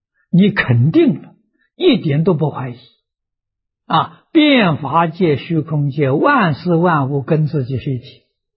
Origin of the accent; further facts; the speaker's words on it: China; 我们中国人有所谓牵一发而动全身